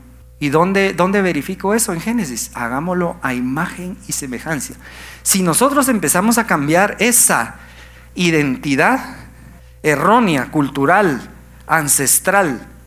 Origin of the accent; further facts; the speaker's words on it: Guatemala; creo que nuestra identidad como guatemaltecos la tenemos que cambiar